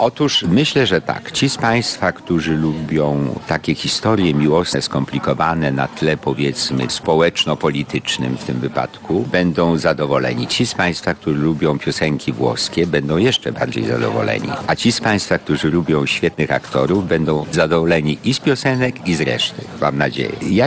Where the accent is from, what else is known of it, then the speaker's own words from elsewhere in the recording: Kraków, Lesser Poland, Poland; widać, że jestem z Krakowa